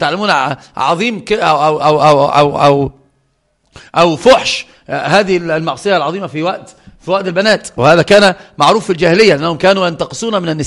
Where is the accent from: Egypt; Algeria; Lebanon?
Egypt; Upper Egypt; يعني انا صعيدي اتكلم عن نفسي